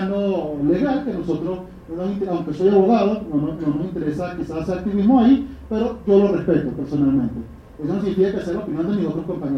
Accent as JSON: {"language": "Spanish", "country": "Venezuela", "lives_now": "Mexico", "said": "el drama que estamos viviendo como venezolanos"}